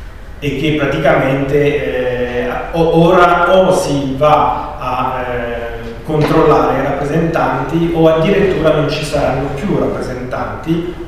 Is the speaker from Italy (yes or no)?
no; France; Italian is a second language; Io sono francese e diciamo che abbiamo nelle nostre lezioni a scuola una parte enorme sulla rivoluzione francese